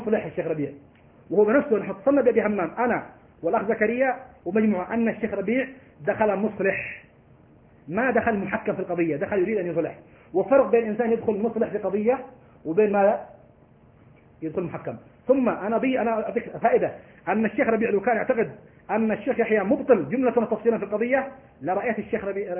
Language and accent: Arabic; Morocco; أنا مغربي سلفي.